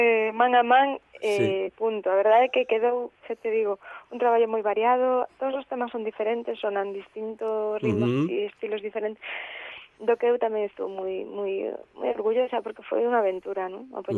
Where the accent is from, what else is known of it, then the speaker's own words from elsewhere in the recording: Galicia, Spain; porque bueno, é o máximo que podes aspirar sendo artista, sendo galega, ¿no?